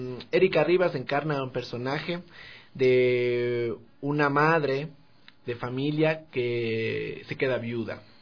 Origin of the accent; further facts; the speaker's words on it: Quito, Pichincha, Ecuador; y yo, que también soy quiteño